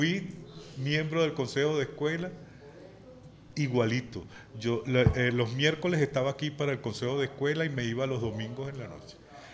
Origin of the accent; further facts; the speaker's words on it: Caracas, Capital District, Venezuela; now in Barinas, Venezuela; Yo vivo en Barinas, yo soy caraqueño.